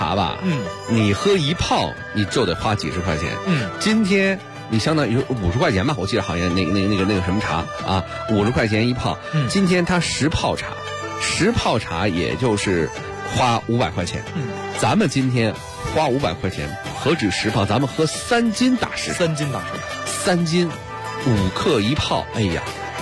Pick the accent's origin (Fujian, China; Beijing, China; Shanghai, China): Beijing, China; 咱们北京人喝茉莉花，谁都喝过